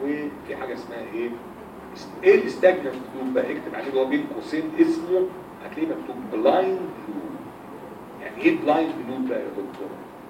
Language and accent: Arabic; Egypt; البيبسي على فكره عندنا في مصر عباره عن ميه سكر